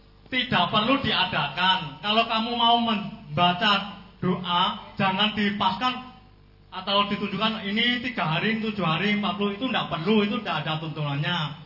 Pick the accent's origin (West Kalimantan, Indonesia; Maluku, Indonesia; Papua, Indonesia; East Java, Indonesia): West Kalimantan, Indonesia; Ketapang; dari Pinaan Ketapang, Kalimantan Barat.